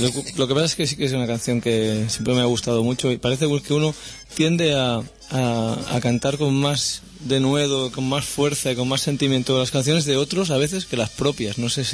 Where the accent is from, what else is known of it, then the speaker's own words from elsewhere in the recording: Barcelona, Catalonia, Spain; y que soy de Barcelona. Es más, que soy de Horta